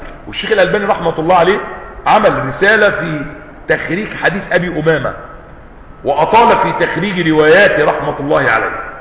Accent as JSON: {"language": "Arabic", "country": "Egypt", "said": "مش بيقولوا كده عندنا في مصر محدث نعمة"}